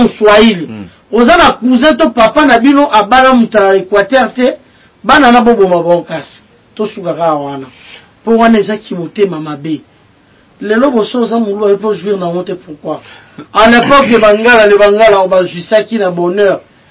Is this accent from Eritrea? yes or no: no; Équateur, DR Congo; Je ne suis pas Moulouba, je n'ai jamais cessé de le dire, je suis de l'Équateur, moi.